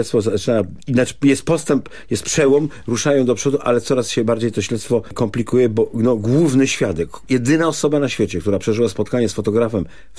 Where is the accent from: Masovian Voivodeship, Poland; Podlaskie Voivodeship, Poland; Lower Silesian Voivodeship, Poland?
Lower Silesian Voivodeship, Poland; Legnica; No tak, w Legnicy mieszkam, ale jestem z Legnicy, proszę pana